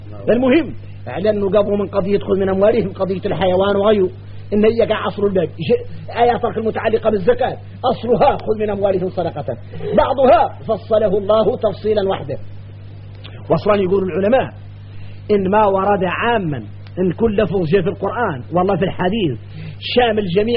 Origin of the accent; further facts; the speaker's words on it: Mauritania; وراه الشايع عندنا احنا موريتاني يقولوا